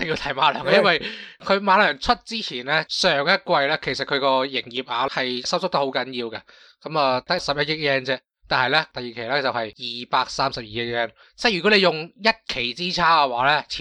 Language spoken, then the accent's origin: Cantonese; Hong Kong; 我哋香港人可能会比较关心嗰个点就系呢个纪录短片